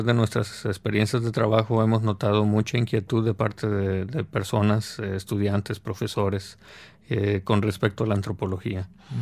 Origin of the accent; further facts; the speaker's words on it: Tampico, Tamaulipas, Mexico; moved away as an adult; now in Monterrey, Mexico; yo soy originario de Tampico, pero aquí en Monterrey tenía una familia con la cual alojarme para estudiar. Además, en Tampico no existe todavía esa carrera.